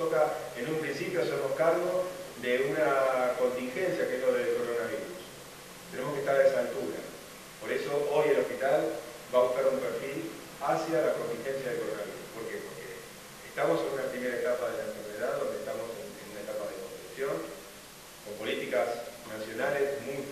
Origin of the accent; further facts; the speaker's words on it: Florencio Varela, Buenos Aires Province, Argentina; born there; Yo soy nacido en Plancha Varela, acá en una ciudad muy cercana